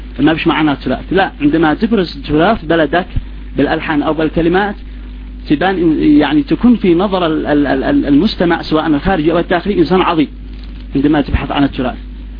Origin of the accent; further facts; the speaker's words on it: Sanaa, Yemen; مش لأني ابن صنعاء لا، بس لأجل أننا تربيت في صنعاء وتربتي تربة صنعاني، ولذلك تأقلمت لهجتي